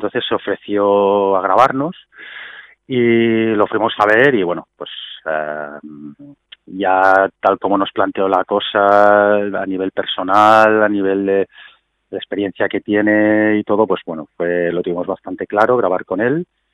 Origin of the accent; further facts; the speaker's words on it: Spain; first language Catalan; lo podía hacer utilizando mi lengua madre, ¿no? Yo pienso en catalán y me gusta escribir